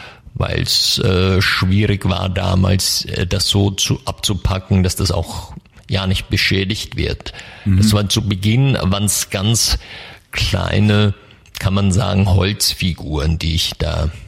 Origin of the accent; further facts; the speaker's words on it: Germany; Ich komme aus der Nähe von Mannheim in Deutschland.